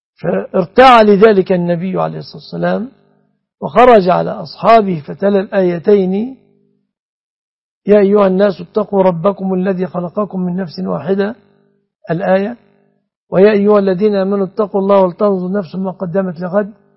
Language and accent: Arabic; Egypt; بلادنا مصر